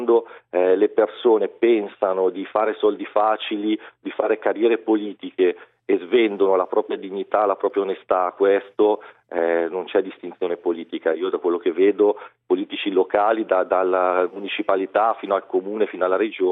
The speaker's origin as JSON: {"language": "Italian", "town": "Monza", "region": "Lombardy", "country": "Italy", "tie": "born there", "moved": "as an adult", "lives_now": "Naples, Italy", "said": "Non ho la pronuncia napoletana, come potete sentire. Io sono nato a Monza e mi sono trasferito 10 anni fa."}